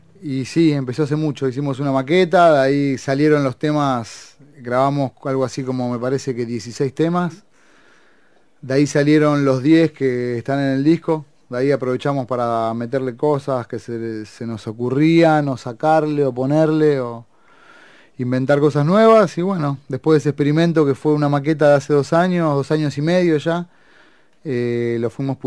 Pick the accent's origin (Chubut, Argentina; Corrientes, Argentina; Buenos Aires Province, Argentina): Buenos Aires Province, Argentina; La Plata; yo me crié acá en La Plata y muchísimo en Atalaya, en Magdalena